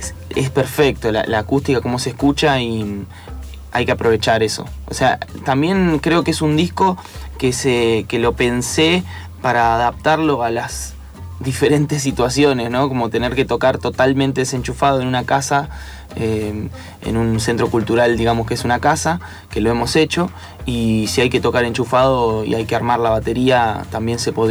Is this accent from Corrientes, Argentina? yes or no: no; Buenos Aires Province, Argentina; si me tengo que definir como de dónde pertenezco, digo, bueno, soy bonaerense.